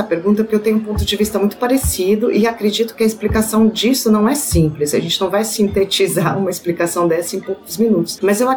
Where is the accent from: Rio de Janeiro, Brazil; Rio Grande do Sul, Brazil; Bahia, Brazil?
Rio de Janeiro, Brazil; porque eu sou negro, porque eu sou carioca